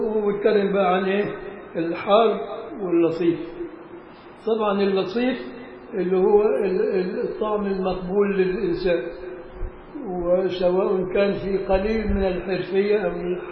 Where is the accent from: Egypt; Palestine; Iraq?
Egypt; عارف والله المصري شعب ذكي، مش عشان أنا مصري.